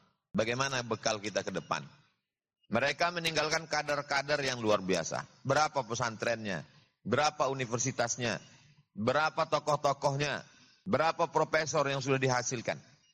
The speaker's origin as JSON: {"language": "Indonesian", "region": "Riau", "country": "Indonesia", "said": "saya dari Riau, Pulau Sumatera."}